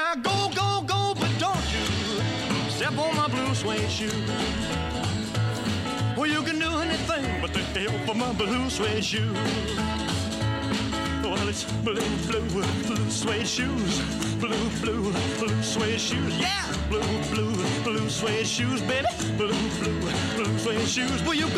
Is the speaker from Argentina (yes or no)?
no; Bermeo, Basque Country, Spain; si a mí no me mentes mi pueblo